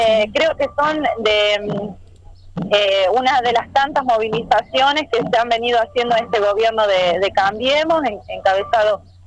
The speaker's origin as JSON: {"language": "Spanish", "region": "La Rioja", "country": "Argentina", "said": "como pueblo riojano, riojano en este caso, pero nacional en general"}